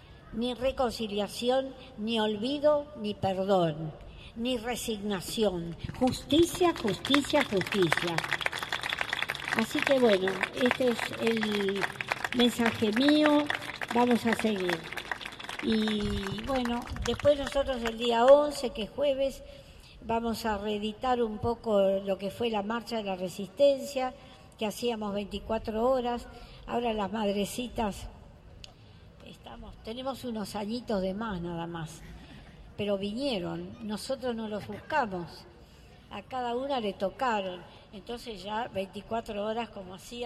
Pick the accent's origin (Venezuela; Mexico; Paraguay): Mexico; ¿Cómo? Bueno, no puedo, no me acuerdo, tengo que leer. Yo soy mexicana.